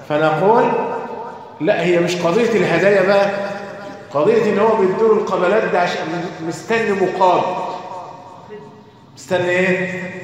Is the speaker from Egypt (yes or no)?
yes; Egypt; يعني عندنا في مصر يكون اثار ليه؟ فرعونية